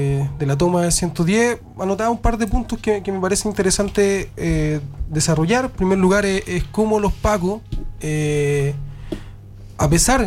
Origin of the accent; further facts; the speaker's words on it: Santiago Metropolitan, Chile; born there; si acá hacemos un examen de los cuatro que nacimos aquí en La Caro, los cuatro estudiamos fuera de la población, ¿cachai? Estudiamos, yo estudié en un colegio de Providencia